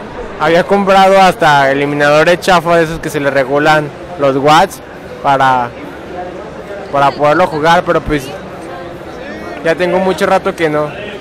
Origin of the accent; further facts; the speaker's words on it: Guadalajara, Jalisco, Mexico; De aquí, soy de Guadalajara.